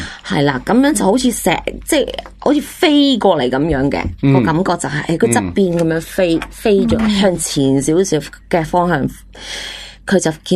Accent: China; 我是中国人。

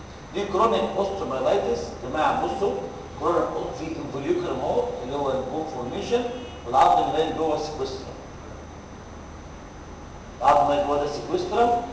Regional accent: Egypt; كان زمان وأنا صغير في مصر

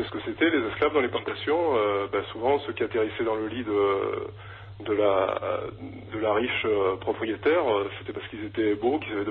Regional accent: Martinique, France; c'est lié aussi à mon histoire, hein, c'est que moi, je suis martiniquais

